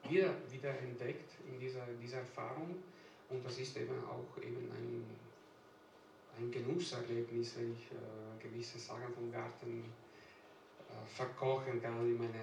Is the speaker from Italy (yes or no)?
yes; Italy; German is a second language; now in Germany; dass ich bin eigentlich auf dem Land aufgewachsen in Italien. Meine Großeltern waren beide Bauern.